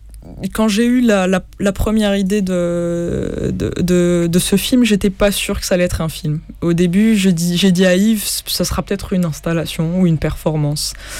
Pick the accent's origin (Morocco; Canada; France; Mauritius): Morocco; c'est un film où on peut vraiment se projeter, en tout cas quand on vient du Maroc.